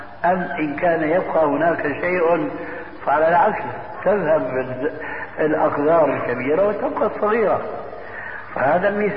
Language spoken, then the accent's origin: Arabic; Syria; وكما يقول عندنا في سوريا نحط رجلينا بماء باردة